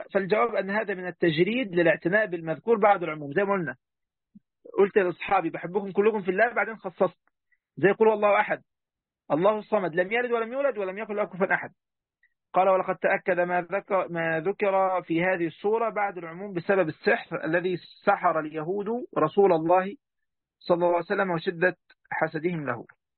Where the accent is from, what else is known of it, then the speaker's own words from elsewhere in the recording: Egypt; طبعا يا جماعه 5 وخميسة دي عندنا في مصر، ربنا يهدينا يعني هنا ويهدي جميع المسلمين والمسلمات يا رب.